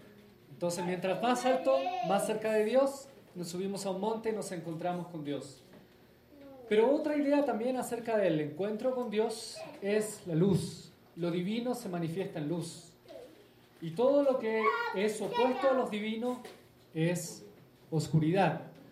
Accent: Chile; accent: Chilean; Realmente no hablo tanto como chileno. Imagínense ustedes si hablara.

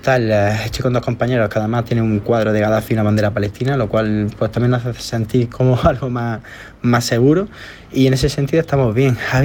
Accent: Spain; Nosotros, pues bueno, aquí diciendo que somos ciudadanos españoles

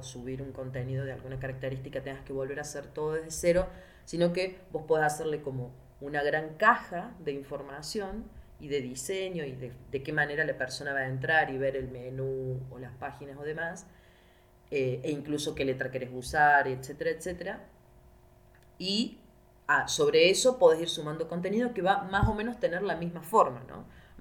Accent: Argentina; yo soy de Argentina

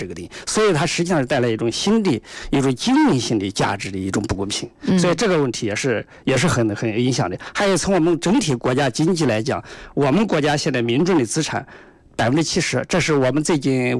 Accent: China; 我们中国人就是大多数老百姓走背都比较穷吧，因为以前生活条件落后嘛

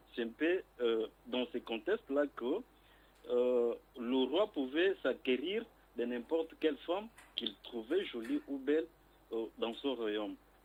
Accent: Kasaï-Central, DR Congo; je viens du territoire de Mouikala où se trouve le royaume Kuba. Il fallait un peu préciser que le royaume Kuba se trouvait dans le Kassai central.

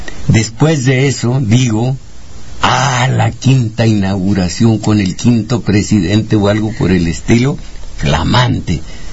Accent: Jalpa, Zacatecas, Mexico; la carretera de mi pueblo, Jalpa Minerales, en el estado de Zacatecas

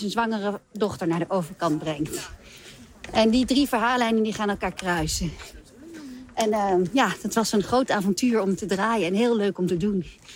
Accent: Mali; also born or lived in Chad; ik ben ook opgegroeid in Mali en Tjaad zelf.

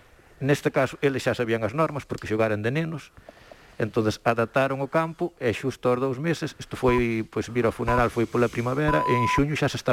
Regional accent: Santa Marta, Galicia, Spain; Parroquia de Río Torto, sí, unha parroquia de Río Torto.

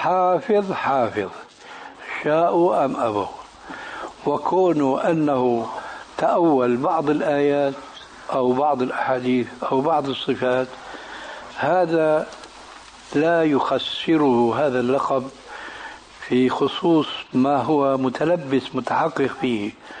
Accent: Syria; وعندنا في الشام بيقولوا كلمة

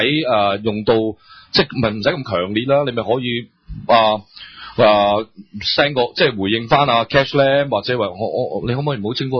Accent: Hong Kong; 但我哋香港人咧，嗱呢、這個咪就係嗰個文化嘅

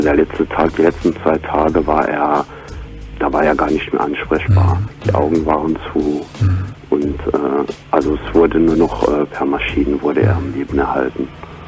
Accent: Grand Est, France; Weil ich Franzose bin.

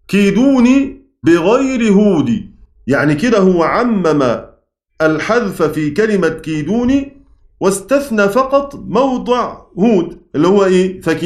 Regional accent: Egypt; accent: Egyptian; زي ما احنا بنقول كده بلهجتنا المصرية

